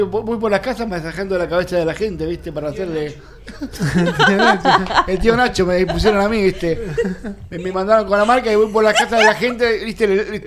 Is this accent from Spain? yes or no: no; Argentina; porque somos argentinos, seres humanos de buena onda.